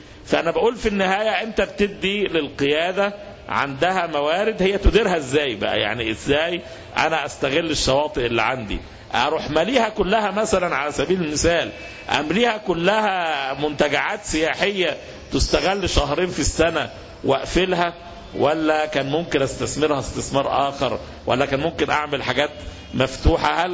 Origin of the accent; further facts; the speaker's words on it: Egypt; يعني احنا عندنا في مصر عندنا زراعة، عندنا شواطئ يعني البحر المتوسط والبحر الاحمر